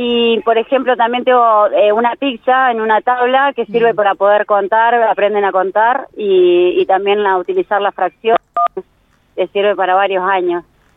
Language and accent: Spanish; General Pico, La Pampa, Argentina; yo soy de Pico. Este año hace 15 años que vengo acá consecutivo.